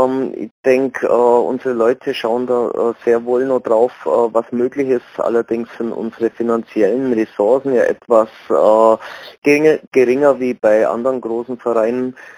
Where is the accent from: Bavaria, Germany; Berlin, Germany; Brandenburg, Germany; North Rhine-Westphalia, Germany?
Bavaria, Germany; Augsburg; selbst als Augsburger nicht, muss man ja da hingehen